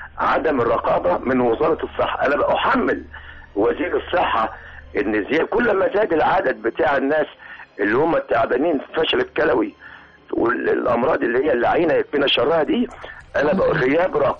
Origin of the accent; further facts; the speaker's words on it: Mansoura, Dakahlia, Egypt; فين النهاردة احنا عندنا في المنصورة للأسف الشديد ما بنشوفش زي زمان